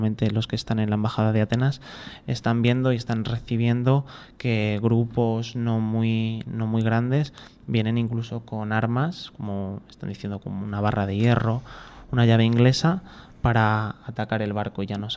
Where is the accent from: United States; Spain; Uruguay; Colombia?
Spain; soy ciudadano del Estado español